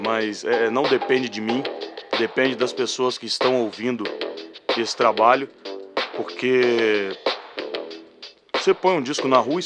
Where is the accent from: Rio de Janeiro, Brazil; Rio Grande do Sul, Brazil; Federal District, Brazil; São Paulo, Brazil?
Federal District, Brazil; Brasília; eu cresci ouvindo rock, porra, eu nasci em Brasília